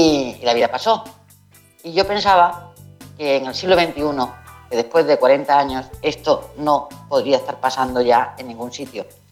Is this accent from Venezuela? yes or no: no; Rif, Morocco; Cuando yo vengo del RIF, que está a 200 kilómetros de España y no nos conocen